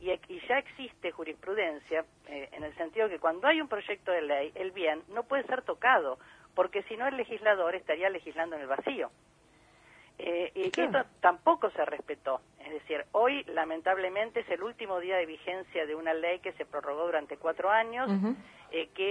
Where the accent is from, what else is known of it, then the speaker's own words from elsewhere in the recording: Buenos Aires, Argentina; a lo que somos los porteños y las porteñas